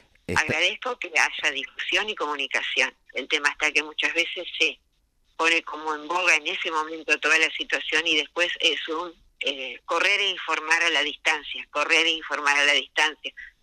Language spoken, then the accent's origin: Spanish; Patagonia, Argentina; Si bien yo soy sureña, yo soy patagónica, pero no estoy viviendo allá.